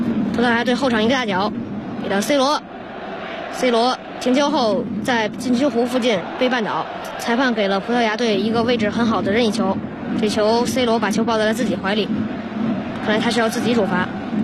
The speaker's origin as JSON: {"language": "Chinese", "region": "Beijing", "country": "China", "said": "大家好，我是来自北京光明小学四年级10班的"}